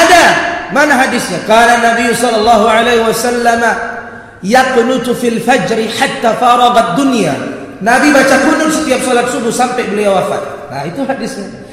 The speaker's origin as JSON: {"language": "Indonesian", "town": "Medan", "region": "North Sumatra", "country": "Indonesia", "said": "saya orang Melayu, Deli Serdang, orang Medan. Jadi begini cakap awak."}